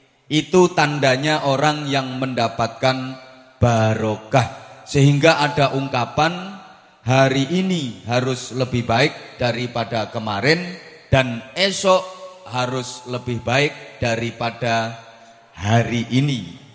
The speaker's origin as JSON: {"language": "Indonesian", "town": "Bojonegoro", "region": "East Java", "country": "Indonesia", "said": "Kalau dalam bahasa daerah saya, Bojonegoro sana, disebut to be excellent."}